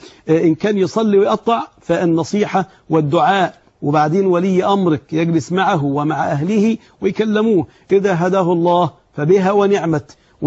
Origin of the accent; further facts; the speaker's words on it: Egypt; الذهب يا أحباب في العرف بتاعنا احنا كمصريين